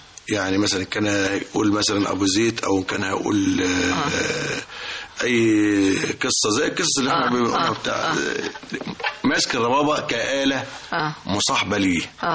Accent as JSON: {"language": "Arabic", "country": "Egypt", "tie": "born there", "said": "انا مولود هنا في مصر. اساسا ابويا من الصعيد"}